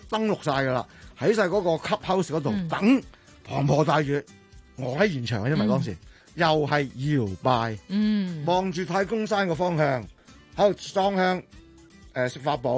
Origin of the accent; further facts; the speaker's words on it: China; 呢就我哋中国人传统嗰种美德